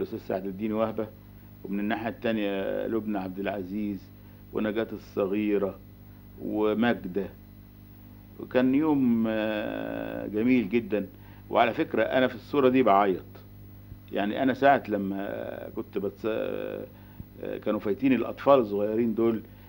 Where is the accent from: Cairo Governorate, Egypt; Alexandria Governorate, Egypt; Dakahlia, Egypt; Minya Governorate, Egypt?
Cairo Governorate, Egypt; Cairo; انا من القاهرة.